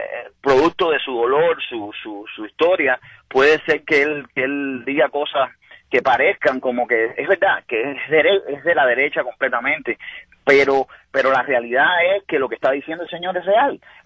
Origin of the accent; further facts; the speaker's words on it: Cuba; soy cubano. Llevo aquí no mucho tiempo. Y es decir, viví el proceso cubano completamente.